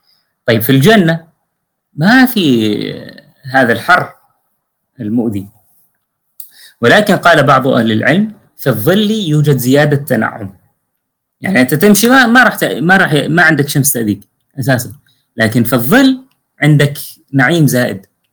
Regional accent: Syria; عندنا في سوريا هكذا شنيعة جدا

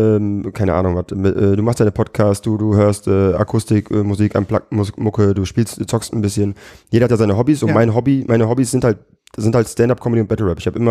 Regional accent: Düsseldorf, North Rhine-Westphalia, Germany; born there; Ja, also ich komme aus Düsseldorf, bin in Düsseldorf geboren.

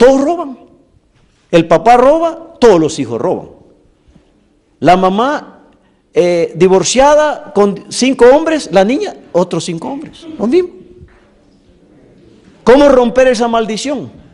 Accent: El Salvador; Yo fui bautizado cuando tenía 12 años en el lago de Ilopango, en mi país.

